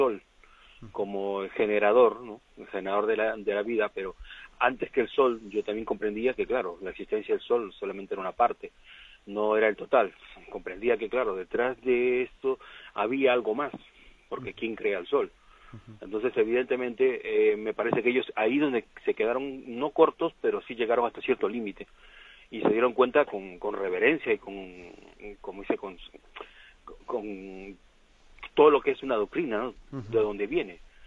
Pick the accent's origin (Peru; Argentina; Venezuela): Peru; Yo soy de Perú, vengo de una zona de los incas y tal.